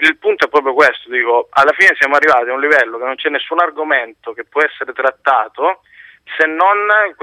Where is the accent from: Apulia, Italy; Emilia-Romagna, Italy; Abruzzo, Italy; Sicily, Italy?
Sicily, Italy; ponti sullo stretto, sono siciliano, pure